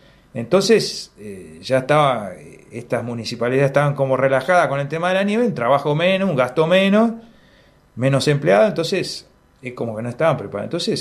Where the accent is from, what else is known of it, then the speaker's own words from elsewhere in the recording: Patagonia, Argentina; más de lo que somos como patagónicos, ¿no?